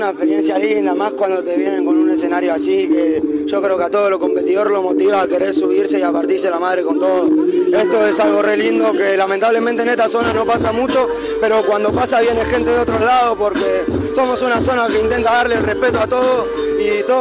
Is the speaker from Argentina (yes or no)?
yes; Tristán Suárez, Buenos Aires Province, Argentina; Yo soy de Tristán Suárez. No es muy diferente la gente.